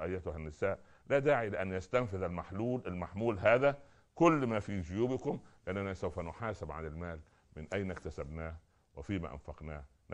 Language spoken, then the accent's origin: Arabic; Upper Egypt, Egypt; أنا أذكر في بداية الستينات لما نزل التلفزيون عندنا في الصعيد وكان الأقارب يأتون لزيارتنا